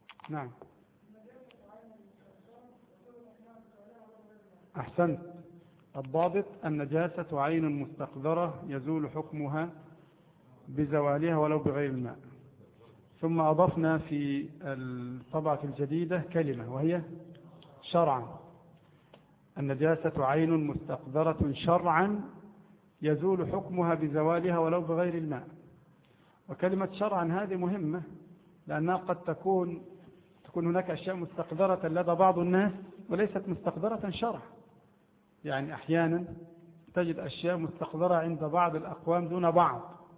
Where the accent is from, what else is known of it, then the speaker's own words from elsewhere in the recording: Egypt; عندنا في مصر مثلا لا يأكلونه أبدا، نفسهم تعافوا